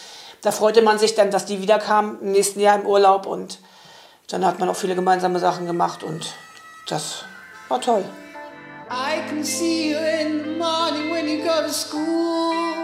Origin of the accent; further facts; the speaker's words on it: Vitte, Mecklenburg-Vorpommern, Germany; now in Neuendorf, Germany; Ich bin 1966 in Fitte geboren. Bin dort auch zur Schule gegangen. bin dann 1996 nach Neuendorf gekommen, habe meinen Mann kennengelernt, bin dann auch hier geblieben